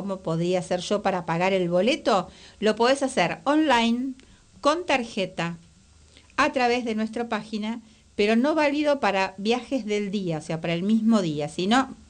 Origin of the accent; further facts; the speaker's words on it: Buenos Aires, Argentina; soy una ciudadana porteña, nací, vivo en la ciudad de Buenos Aires